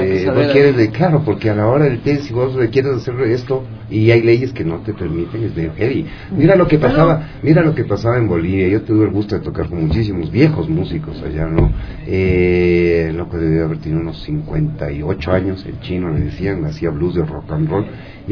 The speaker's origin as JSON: {"language": "Spanish", "country": "Ecuador", "said": "como ecuatorianos nunca vamos a perder las raíces"}